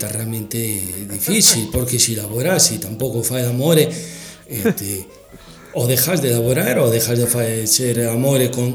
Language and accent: Spanish; Argentina; Yo como argentino